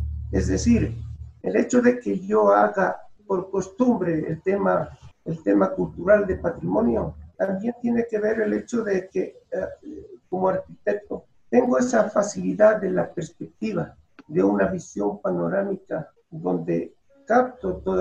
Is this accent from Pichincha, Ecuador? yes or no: no; Manabí, Ecuador; Yo soy de origen manabita. Allí crecí, estuve hasta la escuela.